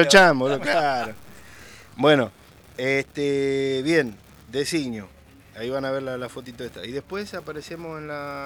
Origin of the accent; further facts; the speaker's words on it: Virrey del Pino, Buenos Aires Province, Argentina; Somos de zona oeste, claro. Ellos son todos de La Ferrere. David y yo somos allá de Virrey del Pino, para el lado del campo.